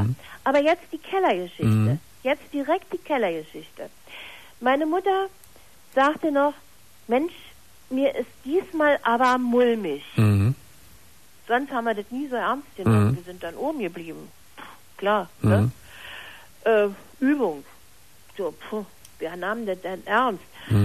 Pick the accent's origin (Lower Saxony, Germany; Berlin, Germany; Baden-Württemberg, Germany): Berlin, Germany; also born or lived in Dresden; Ich bin Berlinerin. Nur weil mein Vater eben bei der Eisenbahn war, sind wir da nach Dresden, hat sie uns da noch irgendwie nach Dresden verschlagen. Und nach der Scheidung ist Mutter mit uns da ausgezogen